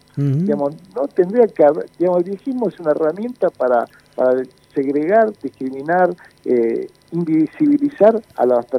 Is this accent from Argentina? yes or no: yes; Argentina; soy argentino trabajador y peronista